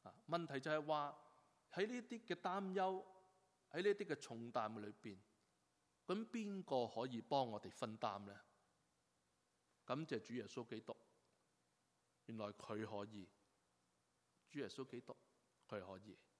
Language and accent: Cantonese; Hong Kong; now in Canada; 是加拿大国籍，基本上我是加拿大人，纵然我自己是由香港来，纵然我是流着中国人的血，但我来到加拿大，我现在入了籍的时候，我是一个加拿大人，